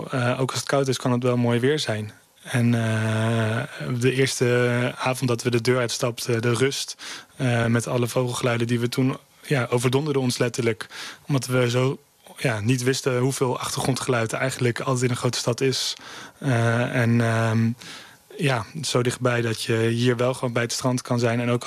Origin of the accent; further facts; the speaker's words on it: Kampen, Overijssel, Netherlands; En ik kom zelf uit Kampen, ook een kleine stad.